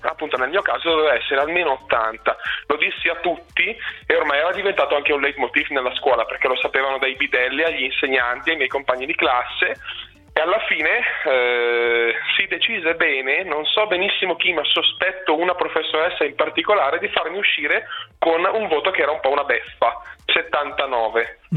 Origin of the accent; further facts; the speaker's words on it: Alzano Lombardo, Lombardy, Italy; now in Albino, Italy; Sì, io sono nato ad Alzano, vivo ad Albino, ho frequentato le scuole lì ad Alzano